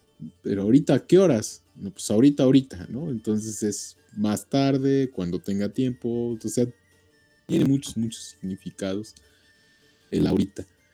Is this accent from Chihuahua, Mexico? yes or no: no; Puebla, Mexico; e incluso hasta nosotros como mexicanos, si vamos a otro estado, pero que es de los poblanos, tenemos nuestra forma de hablar, nuestro acento, ¿sí? Muy característico. La gente dice que somos, que cantamos mucho las palabras, que son, las damos como cantaditas